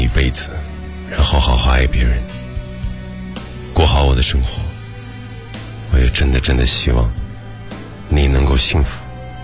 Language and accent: Chinese; Shandong, China; 如果我不来到北京，如果我大学毕业就留在了我的故乡山东